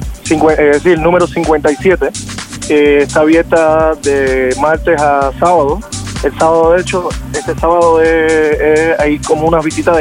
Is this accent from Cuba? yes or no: yes; Cuba; Bueno, yo soy cubano